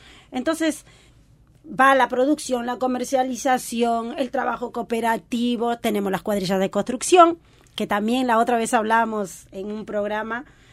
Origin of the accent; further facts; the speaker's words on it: Peru; como mujer, como peruana, como migrante, me da un orgullo